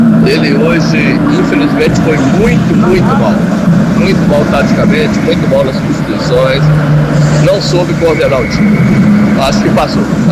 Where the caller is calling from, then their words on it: Imperatriz, Maranhão, Brazil; em Fonte Nova, direto de Imperatriz do Maranhão.